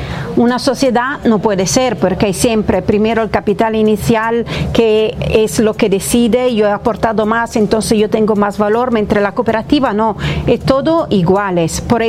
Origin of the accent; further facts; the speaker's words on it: Italy; Spanish is a second language; perdona, soy italiana, entonces a veces fallo con la palabra